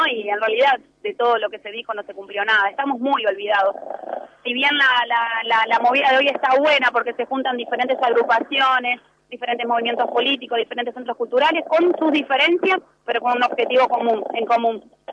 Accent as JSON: {"language": "Spanish", "town": "Moreno", "region": "Buenos Aires Province", "country": "Argentina", "said": "somos de Moreno. O sea, Cuartel Quinto siempre fue olvidado, pertenecemos a Moreno, no a otra localidad."}